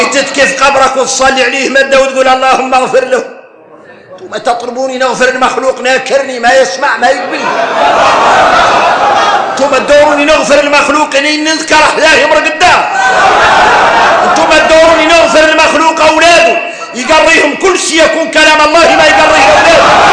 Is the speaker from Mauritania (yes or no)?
yes; Mauritania; إحنا موريتاني قالوا إننا معروفين بكرم الضياف